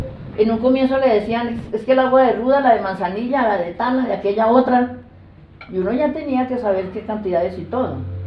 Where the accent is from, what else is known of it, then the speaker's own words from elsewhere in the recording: Mesitas, Cundinamarca, Colombia; Yo soy de Mesitas